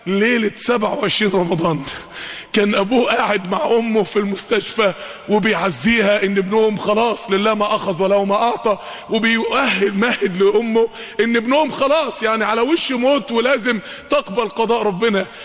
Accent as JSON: {"language": "Arabic", "town": "Mansoura", "region": "Dakahlia", "country": "Egypt", "said": "اقبل عندنا في المنصورة"}